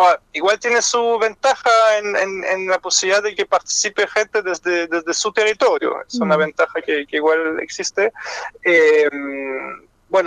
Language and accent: Spanish; France; Spanish is a second language; now in Chile; yo soy francés, como se escucha, pero llevo casi 20 años en Chile.